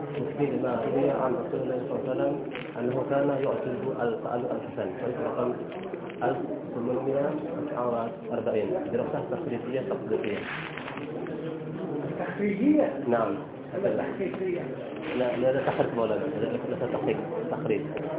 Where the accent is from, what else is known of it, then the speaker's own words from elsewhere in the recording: Sharqia Governorate, Egypt; الشرقية نعم